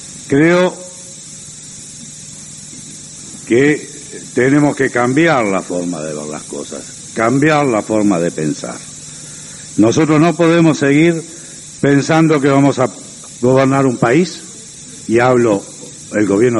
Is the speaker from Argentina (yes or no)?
no; Uruguay; nosotros los uruguayos, como verdaderos uruguayos, no las podemos tolerar.